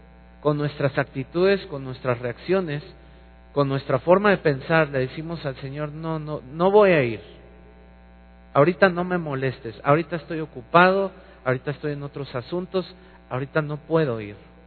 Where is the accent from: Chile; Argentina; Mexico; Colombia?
Mexico; Somos curiositos los mexicanos.